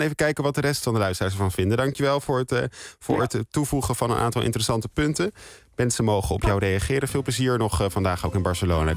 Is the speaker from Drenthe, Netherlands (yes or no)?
no; Amsterdam, North Holland, Netherlands; Nou, ik kan zelf als Amsterdammer daar iets over zeggen natuurlijk.